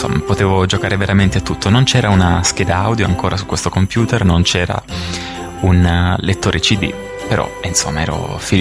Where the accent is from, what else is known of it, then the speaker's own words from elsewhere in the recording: Basilicata, Italy; Io sono della Basilicata, dalle mie parti non c'era possibilità di acquistare alcun computer, a dire vero, nel mio piccolo paese, e in Basilicata c'erano sempre dei ritardi incredibili